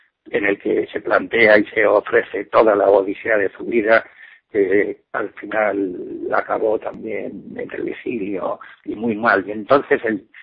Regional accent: Barcelona, Catalonia, Spain; Yo vengo de Barcelona y si te cuento cómo están las cosas, te pongo un ejemplo.

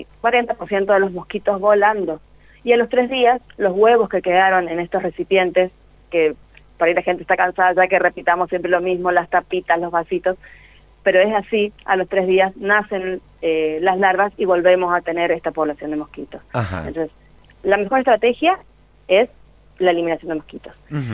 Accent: Chaco, Argentina; Yo soy del Chaco, vivo en la provincia del Chaco.

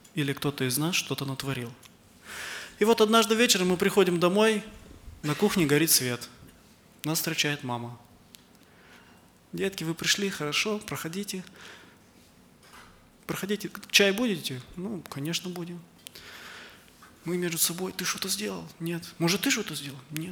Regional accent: Chișinău, Moldova; братья и сестры, я из Молдавии, из города Кишинева

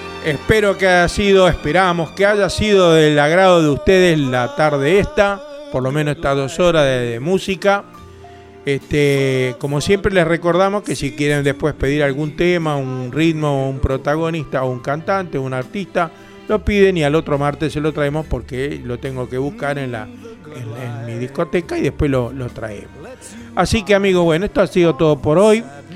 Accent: Argentina; Somos todos argentinos, todos vamos a ir mejor o peor, todos juntos.

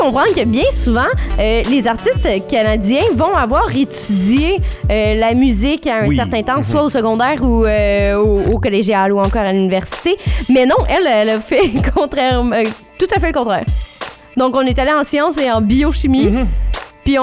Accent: Bronx, New York, United States; Donc, on a grandi dans le Bronx.

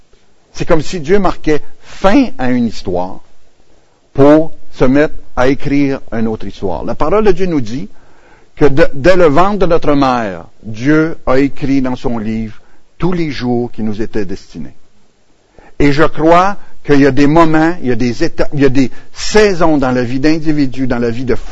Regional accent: Quebec, Canada; Je suis natif de l'Abitibi, région minière. C'est à l'autre bout.

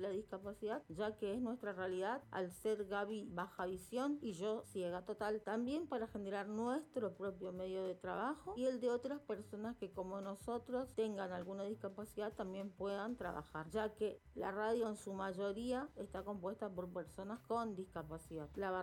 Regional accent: Resistencia, Chaco, Argentina; soy de Resistencia Chaco, de la República Argentina.

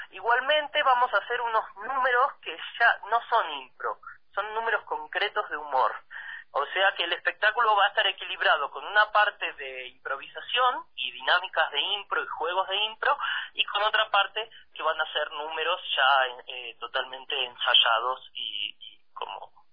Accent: Argentina; Bueno, yo soy de Argentina

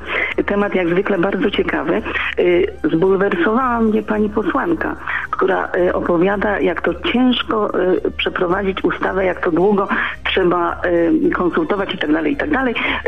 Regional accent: Zgorzelec, Lower Silesian Voivodeship, Poland; Ja uważam, że w naszym kraju nic się nie zmieniło. Ja jestem ze Zgorzelca.

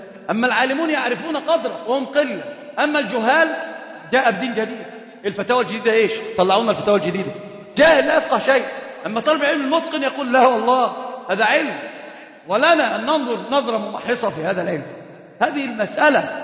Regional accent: Egypt; وطبعا عندنا في مصر مشهورة جدا علقها في رقبة عالم

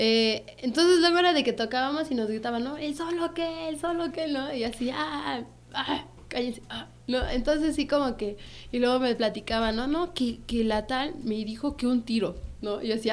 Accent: Amecameca, State of Mexico, Mexico; y pues yo soy de aquí, de Amecameca.

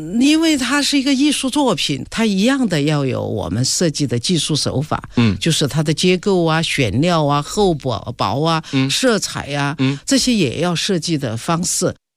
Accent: Chongqing, China; 比如说那个我们重庆人叫狗牙巴

